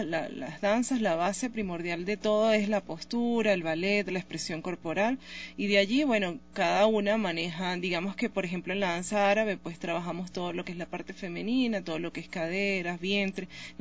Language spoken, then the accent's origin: Spanish; Caracas, Capital District, Venezuela; moved away as an adult; Bueno, sí, yo soy venezolana, específicamente de Caracas, de la capital.